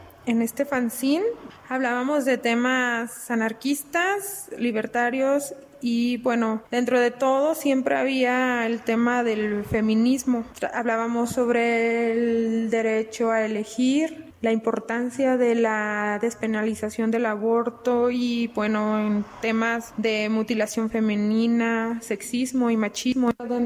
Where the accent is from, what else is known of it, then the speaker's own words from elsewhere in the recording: Guadalajara, Jalisco, Mexico; Yo soy de Guadalajara